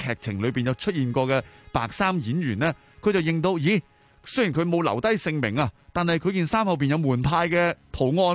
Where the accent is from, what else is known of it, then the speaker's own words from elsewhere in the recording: Hong Kong; 我諗我哋香港人咧，如果你每日都用呢個精神去即係生活嘅話咧，嗯，我哋會變得更加好嘅。